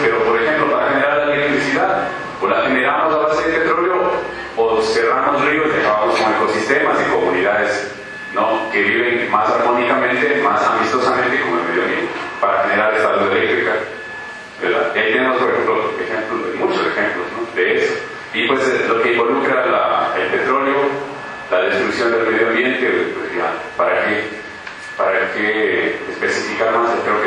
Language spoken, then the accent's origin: Spanish; Quito, Pichincha, Ecuador; Soy del Ecuador, de la ciudad de Quito